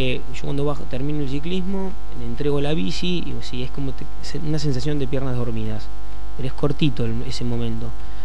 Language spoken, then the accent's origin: Spanish; Necochea, Buenos Aires Province, Argentina; now in Saladillo, Argentina; Sí, yo soy de Necochea, ya lo tengo a Saladillo muy incorporado. Hace 10 años que estoy acá, la verdad yo estoy en Azul